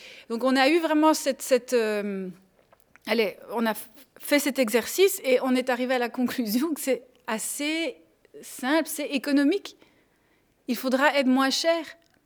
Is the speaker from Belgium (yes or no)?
yes; Schaerbeek, Brussels-Capital Region, Belgium; Donc, je viens de Scarbeck. à Bruxelles.